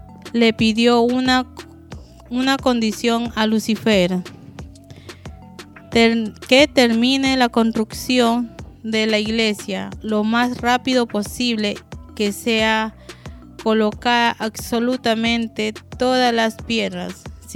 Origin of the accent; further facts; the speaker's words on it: Ecuador; Y cuando en mi país alguien toma, le dice, ¿hasta cuándo, padre Almeida? Así le dicen a los borrachitos de repente.